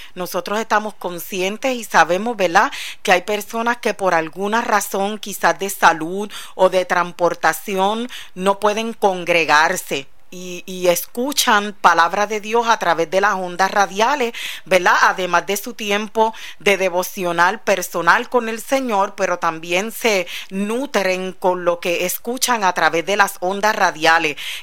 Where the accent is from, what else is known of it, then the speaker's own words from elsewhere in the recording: Puerto Rico; now in Florida, United States; Venimos desde Puerto Rico y radicado ya un año aquí en la Florida.